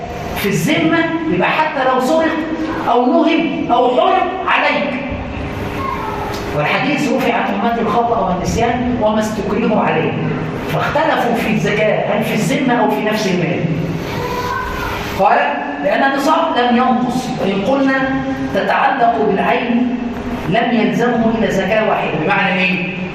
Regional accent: Upper Egypt, Egypt; يعني مثلا عندنا في الصعيد كله

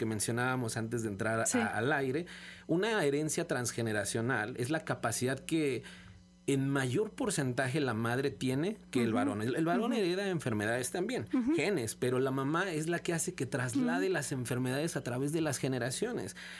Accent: Mexico; nosotros como pueblo mexicano

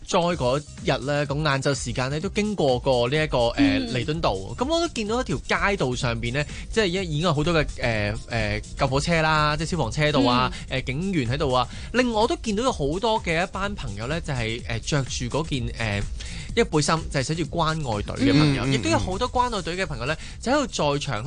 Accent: Hong Kong

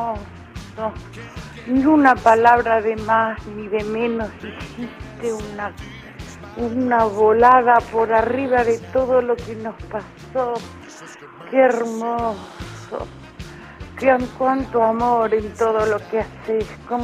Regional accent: Quilmes, Buenos Aires Province, Argentina; de Quilmes

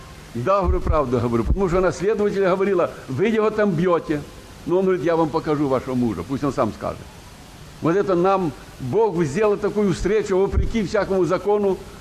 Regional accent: Zhytomyr Oblast, Ukraine; born there; Я родился на Житомирщине в 29-м году.

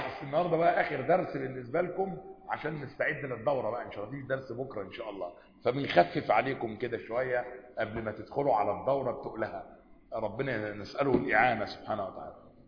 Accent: Egypt; احنا عندنا كمان كمصريين قديما

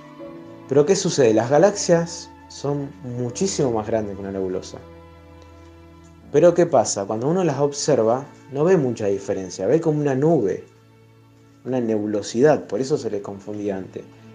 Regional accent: Rosario, Santa Fe, Argentina; acá de Rosario.

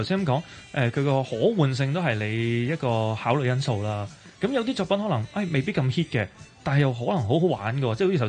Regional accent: China; 但係傳統我哋中國人有一種諗法

